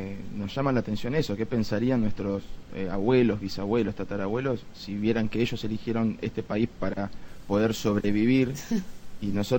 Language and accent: Spanish; Argentina; Hablando de un país como Argentina, que no es por agrandarnos ni mucho menos, pero históricamente siempre nos hemos caracterizado porque en Latinoamérica teníamos algo que se llamaba clase media